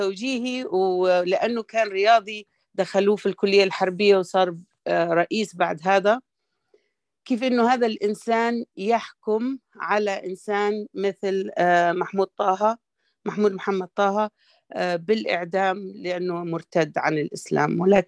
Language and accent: Arabic; Sudan; واشتغل في السكة الحديد اللي كانت تبنيها بريطانيا عندنا في السودان